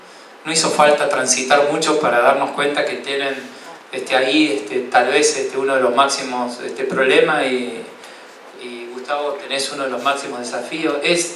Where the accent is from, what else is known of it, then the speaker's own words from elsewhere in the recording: San Francisco, Córdoba, Argentina; born there; soy una persona del interior, nací en San Francisco, un pueblo pegadito a Santa Fe